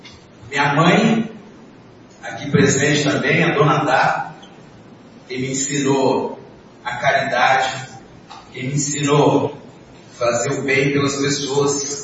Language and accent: Portuguese; São José do Rio Preto, São Paulo, Brazil; Cresci em São José do Rio Preto, me casei em São José do Rio Preto